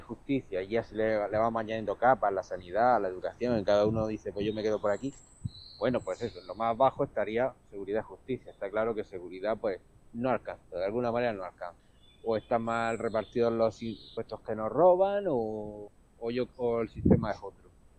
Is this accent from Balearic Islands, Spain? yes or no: no; Region of Murcia, Spain; born there; yo de donde vivo, un pueblo de 10.000 habitantes, pero tenemos una pedanía que es donde yo nací, de 1.000 habitantes, medio la huerta de Murcia, pues lo típico de gente de campo, de hacer mercados, de pequeñas parcelitas, un pueblo de casa en planta baja y tal.